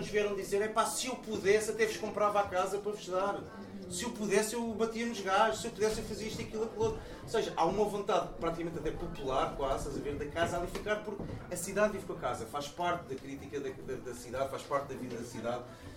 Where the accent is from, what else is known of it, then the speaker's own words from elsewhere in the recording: Lisbon, Portugal; mas fez-me confusão isso, porque eu vinha de Lisboa